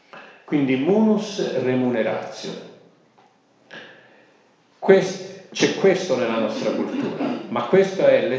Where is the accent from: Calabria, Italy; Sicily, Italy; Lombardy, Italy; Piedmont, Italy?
Sicily, Italy; Io sono siciliano d'origine